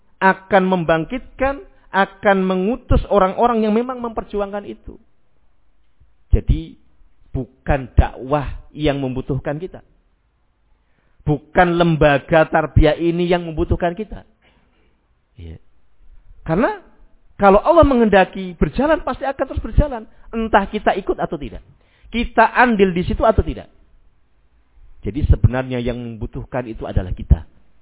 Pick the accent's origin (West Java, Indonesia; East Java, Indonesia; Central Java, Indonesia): Central Java, Indonesia; Rembang; moved away; Di tempat kota saya, ya, daerah Rembang sana, ya, mungkin baru kali-kali ini mungkin mulai muncul. Dulu belum ada.